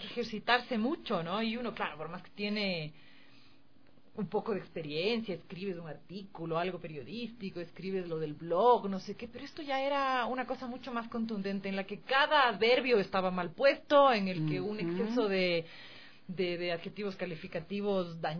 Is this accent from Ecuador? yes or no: yes; Ecuador; ¿vos sabes cómo somos nosotros los ecuatorianos de muy dados?